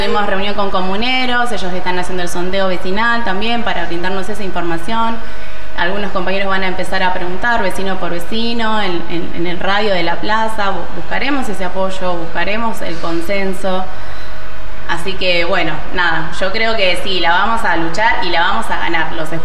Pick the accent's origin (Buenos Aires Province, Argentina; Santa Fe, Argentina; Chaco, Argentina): Buenos Aires Province, Argentina; Avellaneda; Y, yo soy de Avellaneda, claro, los voy a recibir.